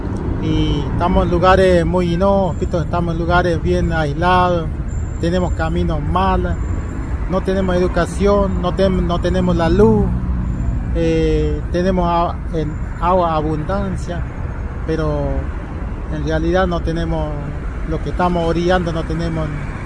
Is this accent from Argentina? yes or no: yes; Formosa, Argentina; Yo soy uno de los referentes de la raza Huichí. Soy de Formosa, soy del oeste de Formosa. Vivo en los lugares Los Chiriguanos, Departamento Bermejo, Colonia El Silencio, El Aibal Silencio, jurisdicción Chiriguano.